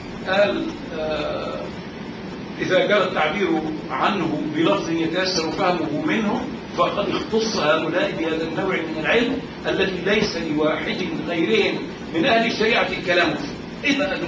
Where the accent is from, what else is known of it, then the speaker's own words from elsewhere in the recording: Qatar; اقول لهم لا انا من قطر. قطر؟ قطر دي فين؟ اقعد اقول لهم يعني في الجزيره العربيه.